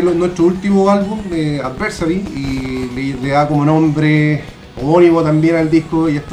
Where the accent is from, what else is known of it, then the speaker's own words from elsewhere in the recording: Chile; nosotros lo catalogamos como metal chileno.